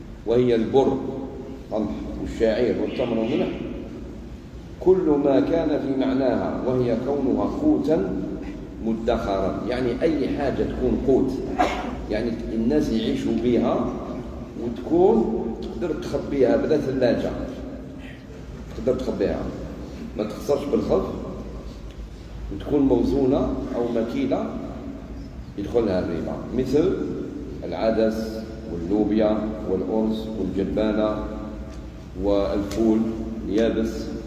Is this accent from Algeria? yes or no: yes; Algeria; كما يقال عندنا في الجزائر شد مد.